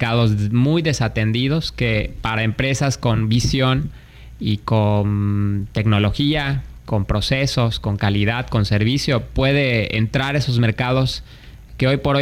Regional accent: Mexico; a diferencia de lo que a veces nosotros mismos como mexicanos vemos, de que tenemos muchos problemas en México

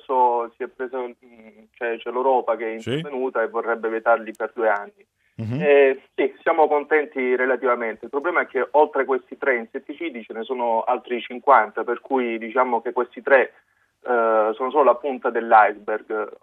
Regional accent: Apulia, Italy; perché sono venuto qui, sono pugliese, sono stato universitario

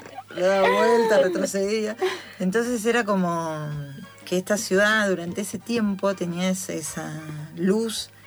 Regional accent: Las Varillas, Córdoba, Argentina; moved away; yo soy de Córdoba, de Las Varillas, de un pueblo chiquito, una ciudad chiquita.

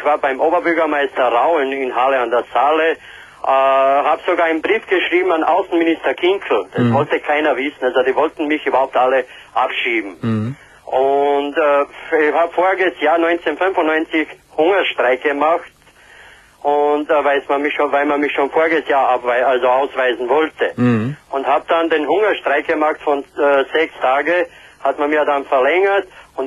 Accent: Austria; also born or lived in Croatia; also ich bin in Kroatien geboren, in Österreich aufgewachsen, darum wirst du wahrscheinlich gefragt haben, warum ich so gut Deutsch kann.

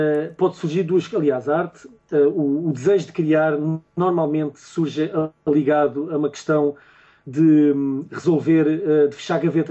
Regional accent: Barreiro, Setúbal, Portugal; born there; Quando fui criança, eu nasci no Barreiro. E o Barreiro, agora não. Agora, uhum, o Barreiro é uma cidade pacata

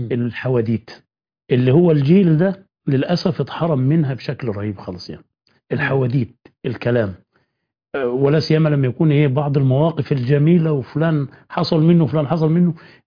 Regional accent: Upper Egypt, Egypt; البيوت عندنا في الصعيد هناك

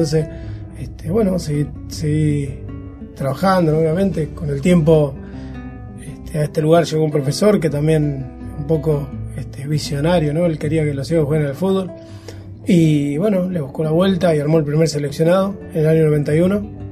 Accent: San Pedro, Buenos Aires Province, Argentina; Yo soy acá de San Pedro, nací en el Bajo, en las Canaletas, me crié, pasé toda mi infancia ahí, familia de origen humilde.

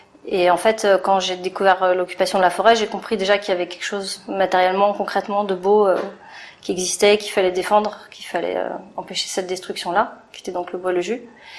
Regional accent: Paris, Île-de-France, France; born there; now in Meuse, France; J'ai 45 ans. Je suis née à Paris. Je suis dans la Meuse depuis 2 ans, je crois.

